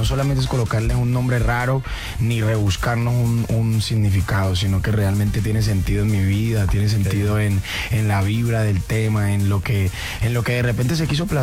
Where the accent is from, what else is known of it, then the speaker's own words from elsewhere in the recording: El Cabuyal, Valle del Cauca, Colombia; Sí, cabuyaleños, ¿no? Porque vengo de un pueblo de Cali a 40 minutos que se llama El Cabuyal.